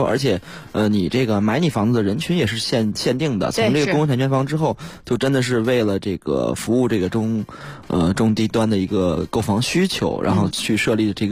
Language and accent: Chinese; Beijing, China; 因为我就从小在西边长大嘛